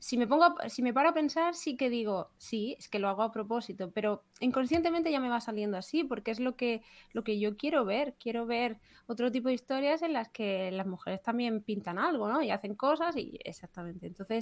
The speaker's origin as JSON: {"language": "Spanish", "town": "Murcia", "region": "Region of Murcia", "country": "Spain", "said": "bueno, para empezar, porque yo soy de Murcia, ¿no? Y entonces me hacía gracia traerlo a mi ciudad. De origen, que yo ya no vivo allí"}